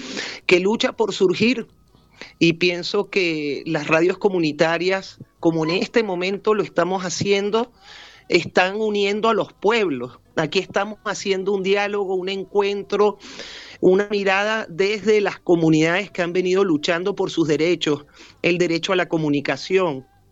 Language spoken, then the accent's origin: Spanish; Argentina; born there; Yo nací en Argentina y producto de la dictadura del 76